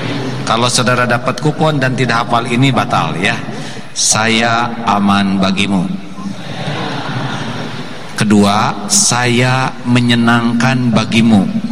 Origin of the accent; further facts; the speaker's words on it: United States; born there; Indonesian is a second language; I am not milih lahir in Amerika. Saya tidak milih lahir di Amerika. Ini bukan pilihan saya lahir di Amerika.